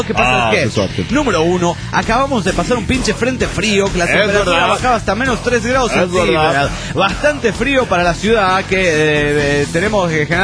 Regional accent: Guanajuato, Mexico; de Guanajuato, México.

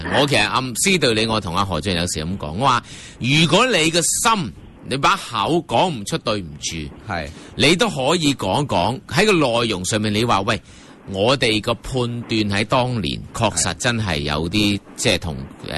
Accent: Hong Kong; 即係而家我哋香港人，我哋期望

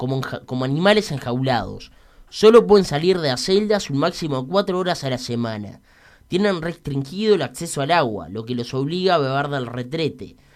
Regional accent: Uruguay; cómo somos también los uruguayos, ¿no?

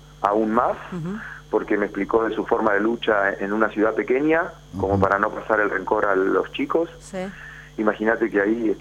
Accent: Junín, Buenos Aires Province, Argentina; yo soy juninense, voy a mi pueblo, Junín.

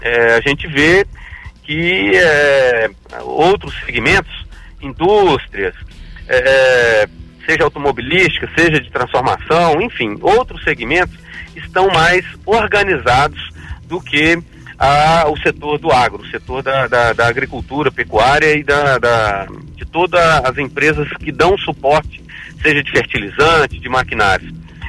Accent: Minas Gerais, Brazil; now in Alfenas, Brazil; Moro em Alfenas, sou natural da Zona da Mata, da região ali próxima a Muriaé. E estou em Alfenas desde 2004

